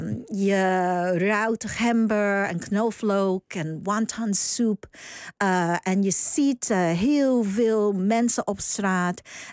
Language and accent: Dutch; New York, United States; now in Netherlands; toen ik opgroeide in New York, had ik nooit bedacht dat ik ooit in Nederland zou belanden.